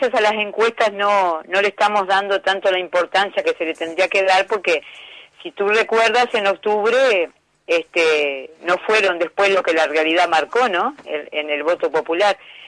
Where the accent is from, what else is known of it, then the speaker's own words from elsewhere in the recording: Juan Lacaze, Colonia, Uruguay; desde aquí, desde Colonia y desde mi ciudad natal, ¿no? Que hoy estoy acá en Juan Lacase.